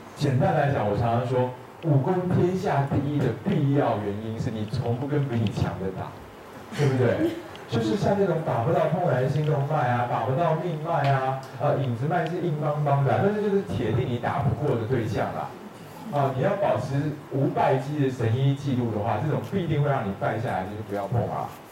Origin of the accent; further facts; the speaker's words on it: Taiwan; 那因为我是台湾人，对不对？